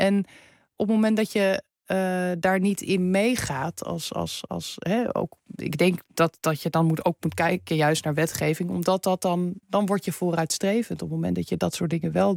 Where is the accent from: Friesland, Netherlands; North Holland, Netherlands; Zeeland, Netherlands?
North Holland, Netherlands; Amsterdam; Terwijl ik ben in Amsterdam opgegroeid, moet je nagaan.